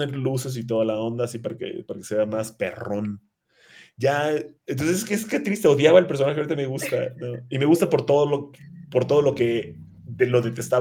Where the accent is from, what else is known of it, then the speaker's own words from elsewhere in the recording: Cancún, Quintana Roo, Mexico; also born or lived in United States; porque obviamente yo creciendo en Cancún, pues no llegaron esos cómics, ¿no? Con trabajo llegaban los cómics de Daredevil. Entonces ya cuando fui a los Estados Unidos me empecé a informar, ¿no?